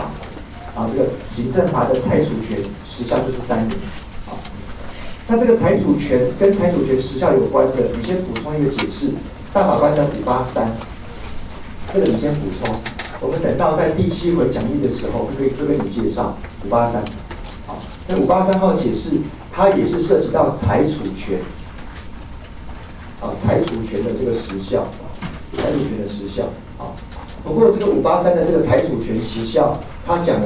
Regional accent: Taiwan; 不是，我回台湾啊，我从小在台湾长大

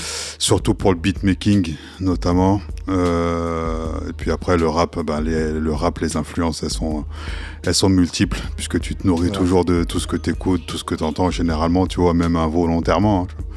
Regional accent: Sarcelles, Île-de-France, France; also born or lived in Nice; now in Blois, France; Rappeur sarcellois, j'ai grandi à Sarcelles, avant de me barrer, de partir sur la côte d'Azur du côté de Nice, avant de me barrer et de venir du côté de Blois.

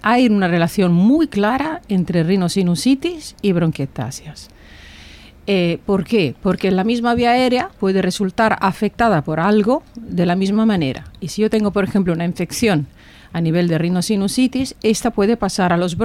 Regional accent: Campania, Italy; Spanish is a second language; also born or lived in Tuscany; yo soy italiana, me estudié cerca de mi ciudad, estudié en Nápoles, luego me fui a especializar en la Toscana, en Pisa

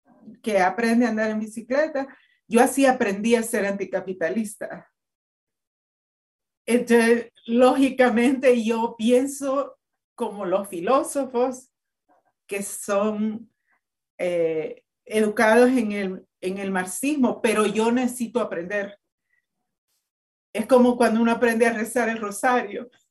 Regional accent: El Salvador; en El Salvador, que yo soy salvadoreña y ahorita estamos en una vorágine que nos está moviendo el piso

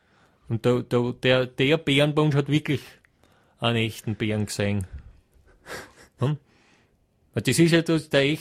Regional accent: Hieflau, Styria, Austria; in Hieflau, das werden Sie jetzt nicht kennen, aber in der Steiermark, aus einem kleinen Ort, Hieflau, Gesäuse, wird Ihnen nichts sagen. Ja. Ne? Aber aus der Steiermark, also dort, wo ich herkomme

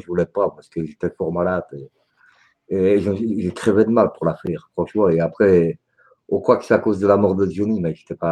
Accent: Belgium; born there; nous sommes nés en Belgique, mais mes grands-parents étaient polonais. Donc, malgré que je suis né en Belgique et mon père aussi, ben, on est belge. On était polonais, pardon.

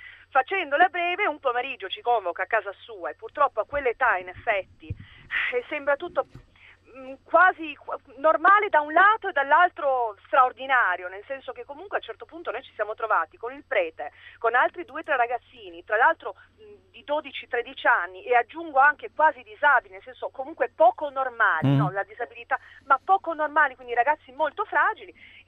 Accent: Trieste, Friuli-Venezia Giulia, Italy; Ho fatto le scuole a Trieste, quindi sono triestina di origini

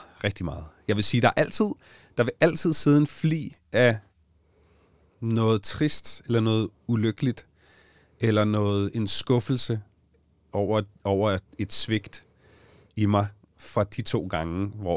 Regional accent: Allinge, Capital Region of Denmark, Denmark; og ikke bare i Allinge, hvor jeg kommer fra, men på hele øen

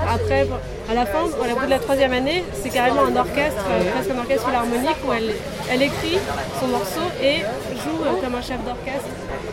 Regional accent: France; born there; Non, moi, je suis née en France. Ma mère est née en France, mon père est né en France. En fait, c'est français d'Algérie, ils étaient vraiment français.

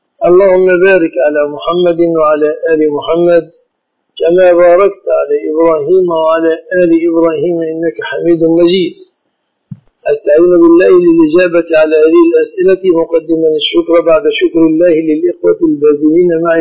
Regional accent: Egypt; في بلادنا مصر الشبكة من الصداق

